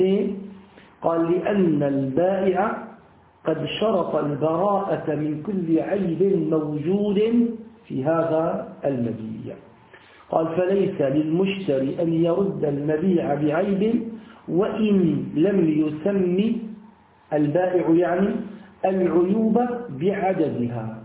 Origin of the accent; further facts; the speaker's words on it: Syria; عندنا في بلاد الشام في سوريا